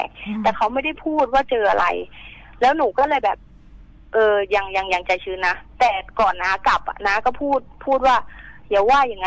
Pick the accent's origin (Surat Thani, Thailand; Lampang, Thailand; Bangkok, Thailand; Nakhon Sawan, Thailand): Lampang, Thailand; หนูอะเพิ่งกลับมาจากลำปางที่บ้านหนู